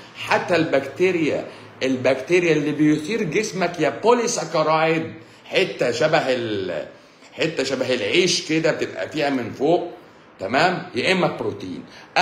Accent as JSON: {"language": "Arabic", "country": "Egypt", "lives_now": "Saudi Arabia", "said": "اروح القنصليه اقول لهم انا مصري وادي معايا البطاقه"}